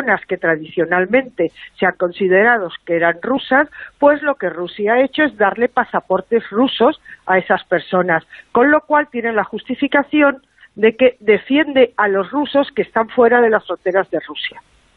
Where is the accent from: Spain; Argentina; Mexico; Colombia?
Spain; como pudiéramos ser tú o yo, como españoles, ¿no?